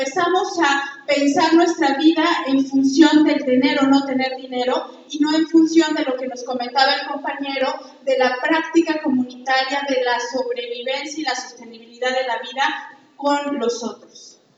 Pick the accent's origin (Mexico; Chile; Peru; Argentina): Mexico; Mexico City; vengo de la Ciudad de México